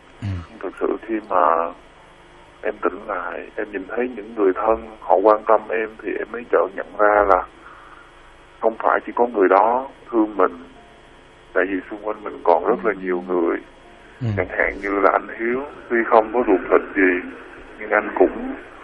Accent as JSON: {"language": "Vietnamese", "region": "Sóc Trăng", "country": "Vietnam", "tie": "born or raised there", "lives_now": "Tây Ninh, Vietnam", "said": "Quê em ở tận Sóc Trăng."}